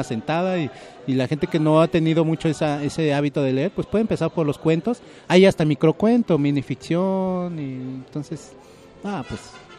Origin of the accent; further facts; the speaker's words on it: Mexico City, Mexico; No, pues soy chilango, entonces yo me estoy controlando